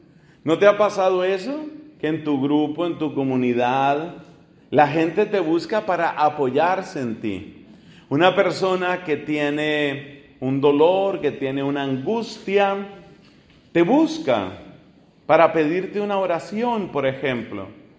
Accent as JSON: {"language": "Spanish", "country": "Colombia", "said": "En mi país, yo soy colombiano, en el norte de mi país, de donde son mis papás, la zona de Barranquilla"}